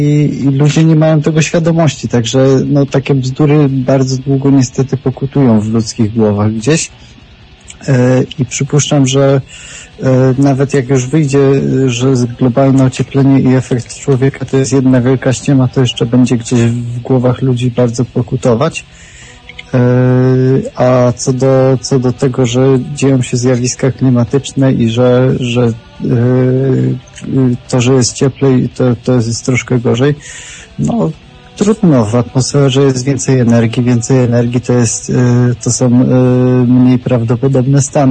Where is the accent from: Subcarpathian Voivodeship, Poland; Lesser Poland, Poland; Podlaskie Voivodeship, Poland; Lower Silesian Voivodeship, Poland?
Lower Silesian Voivodeship, Poland; wiem, że ja jestem z okolic Wrocławia.